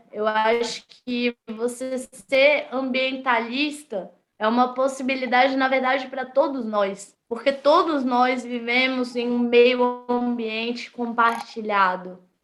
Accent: Brasília, Federal District, Brazil; Eu vivo e nasci em Brasília.

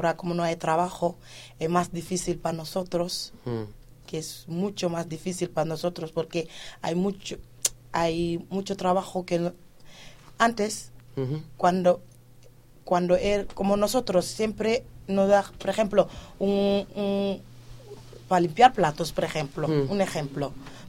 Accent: Senegal; Pues, ¿de dónde eres? De Senegal.

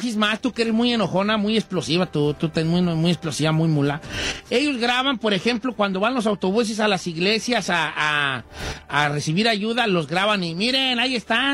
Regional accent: Colima, Mexico; now in United States

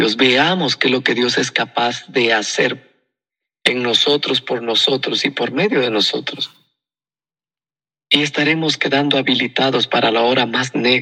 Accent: Guatemala; Lo que más buscan las personas aquí en mi país, los que laboran, es estar asegurados con el ICSS, el Instituto Guatemalteco de Seguridad Social.

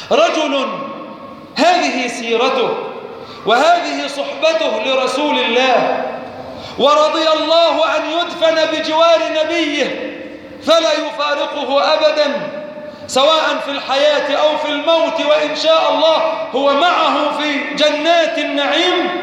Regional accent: Egypt; اللهم اجعل بلادنا مصر وبلاد المسلمين جميعا في أمن وأمان

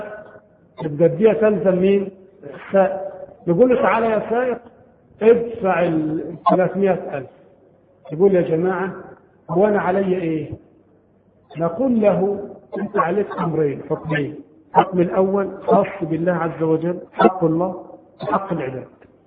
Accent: Egypt; طبعا عندنا في مصر هذا القانون غير مطبق شرعا

